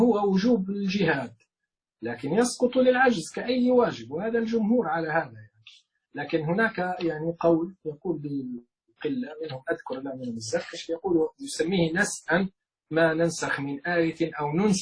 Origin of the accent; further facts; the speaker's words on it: Libya; عندنا في ليبيا معركة يعني بين فصيل من التيار